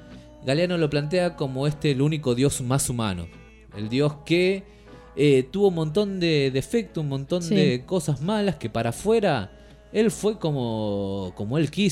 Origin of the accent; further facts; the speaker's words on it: Argentina; como los argentinos solemos poner en el fútbol muchas de nuestras pasiones